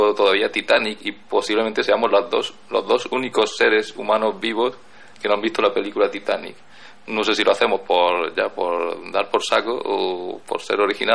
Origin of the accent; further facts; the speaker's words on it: Andalusia, Spain; No sé si soy exagerado, pero bueno, como soy andaluz, pues me lo puedo permitir.